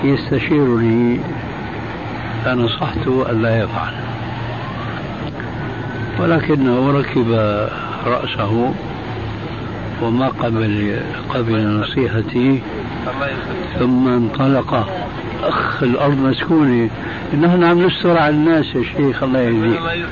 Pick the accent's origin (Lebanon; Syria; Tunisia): Syria; والا فكما يقولون عندنا في الشام ابعد عن الشر وغني له